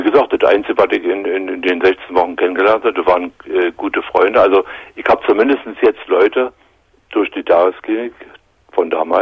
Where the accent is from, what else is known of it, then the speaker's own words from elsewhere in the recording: East Germany, Germany; Ja, in der DDR.